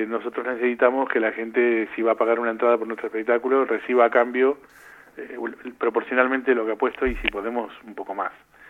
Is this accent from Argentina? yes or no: yes; Buenos Aires, Argentina; born there; Pues yo soy nacido en La Paternal.